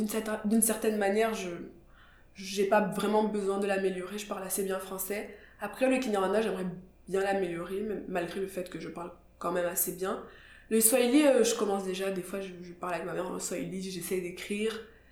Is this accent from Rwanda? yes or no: yes; Kigali, Rwanda; je viens de Kigali, qui est une ville très petite, vraiment très petite, où tout le monde se connaît